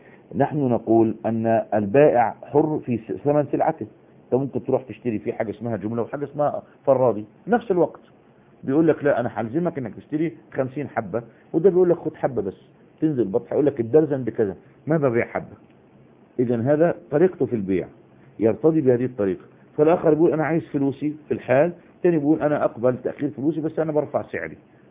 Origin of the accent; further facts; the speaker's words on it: Egypt; احنا دلوقتي يعني على سبيل المثال عندنا في مصر حتة اسمها وسط البلد، وفي حتة اسمها العتبة.